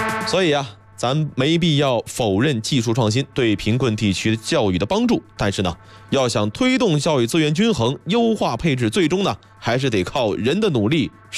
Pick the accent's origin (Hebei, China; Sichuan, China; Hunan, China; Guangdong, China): Hebei, China; Baoding; 因为圈住我老家在保定那边，每年基本上就是这个公交车啊，公共汽车啊，或者开车就回老家了。